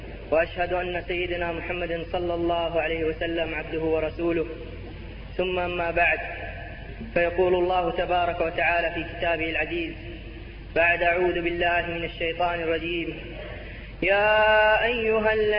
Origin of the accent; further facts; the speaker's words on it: Jeddah, Makkah Province, Saudi Arabia; فنحن إخوانكم من المملكة العربية السعودية من جدة، أتينا لزيارة هذا البلد الحبيب